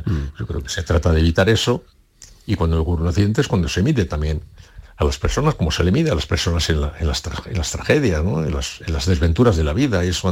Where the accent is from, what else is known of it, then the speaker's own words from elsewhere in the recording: Basque Country, Spain; yo fui a Sevilla siendo muy vasco y salí de Sevilla siendo más vasco todavía. Que salí vasco enriquecido.